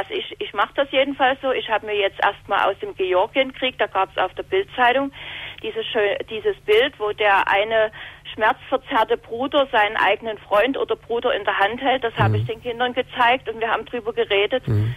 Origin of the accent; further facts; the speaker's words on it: eastern Germany, Germany; ich komme jetzt aus dem Osten